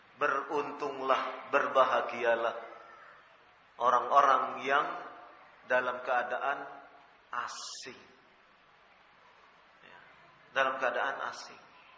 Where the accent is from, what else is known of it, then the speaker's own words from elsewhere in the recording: Surakarta, Central Java, Indonesia; Bikin e-KTP, ya. Seperti di Solo itu, di kampung saya.